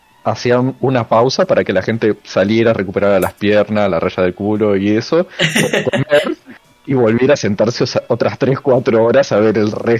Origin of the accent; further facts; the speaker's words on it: Buenos Aires, Argentina; quizás soy muy porteño. Sino también porteño.